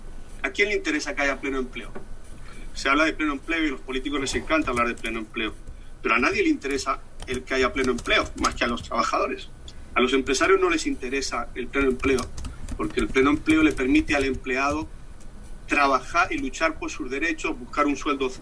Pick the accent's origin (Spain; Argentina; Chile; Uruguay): Spain; now in Miami, United States; vivo en Miami, en Estados Unidos. Soy español, de todas formas, llevo mucho tiempo viviendo aquí.